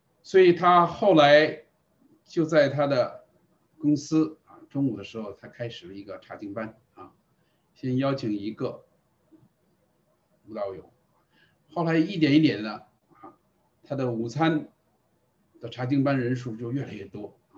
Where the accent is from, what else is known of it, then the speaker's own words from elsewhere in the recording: China; 所以我们中国人特点就是单打独斗啊